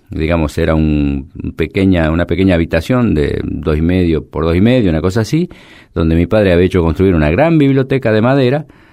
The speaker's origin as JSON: {"language": "Spanish", "region": "Mendoza", "country": "Argentina", "tie": "born or raised there", "also_born_or_lived": "La Rioja", "said": "Mi familia se mudó cuando era chico a Mendoza, y en el barrio donde yo vivía, que era un barrio todavía obrero, de gente vinculada a la actividad agrícola, a la vid sobre todo"}